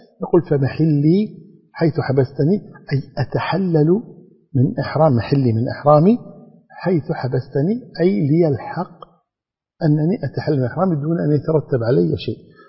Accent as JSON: {"language": "Arabic", "country": "Kuwait", "said": "يبدأ الإنسان هذا الأمر عندنا في الكويت كمثال، عندما نخرج في الطائرة"}